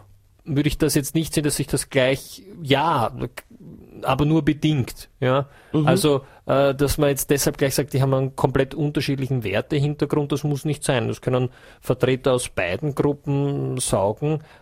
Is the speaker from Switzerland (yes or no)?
no; Vienna, Austria; das ist für uns, glaube ich, als Österreicher und Wiener besonders schön